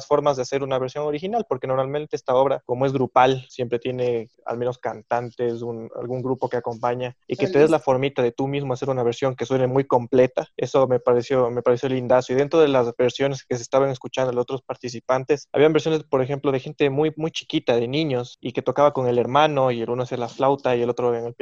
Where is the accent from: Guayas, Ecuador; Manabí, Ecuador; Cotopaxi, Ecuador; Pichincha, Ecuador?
Pichincha, Ecuador; Quito; Yo siempre digo, solo soy un pianista quiteño